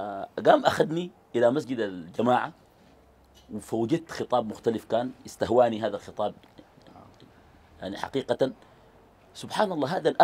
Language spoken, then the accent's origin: Arabic; Sudan; يعني عندنا في قريتنا قيادات الحركة الإسلامية وقيادات أنصار السنة وقيادات الطرق الصوفية وقيادات البعثيين على مستوى السودان وعلى مستوى القرى كلها.